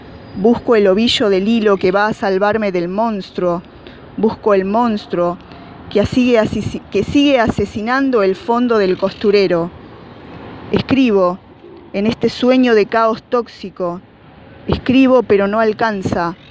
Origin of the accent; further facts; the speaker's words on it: Mar del Plata, Buenos Aires Province, Argentina; soy de Mar del Plata.